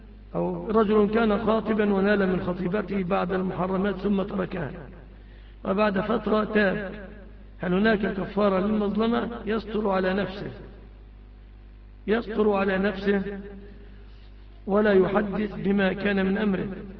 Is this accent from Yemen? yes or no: no; Egypt; يعني عندنا في مصر الجديد يقف بعد 10 سنين مثلا